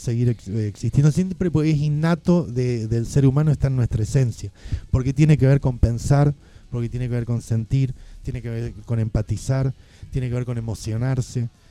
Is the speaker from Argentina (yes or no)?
yes; Argentina; tenemos una forma de hacer arte en Argentina que es parte de nuestra esencia como argentinos.